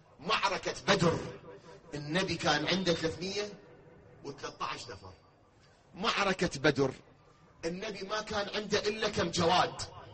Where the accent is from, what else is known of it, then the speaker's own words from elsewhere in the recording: Iraq; كلامي للي يتابعون الآن بالفضائيات في العالم على مستوى بلدنا العراق